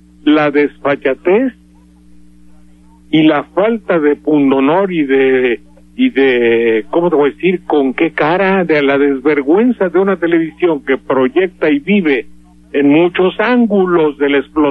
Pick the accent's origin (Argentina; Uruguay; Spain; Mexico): Mexico; Veracruz; Obvio, pues si somos de Veracruz, caramba, caracho.